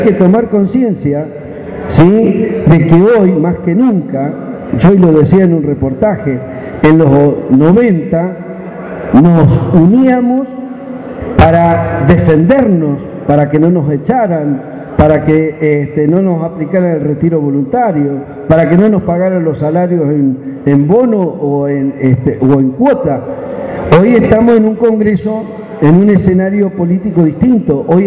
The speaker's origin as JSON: {"language": "Spanish", "region": "Neuquén", "country": "Argentina", "said": "para nosotros, como patagónico, quiero hacer un planteo. Nosotros que somos de la Patagonia, no somos la pampa húmeda. Yo he tenido la suerte hoy de estar recorriendo todo el país, pero soy de una provincia de Neuquén"}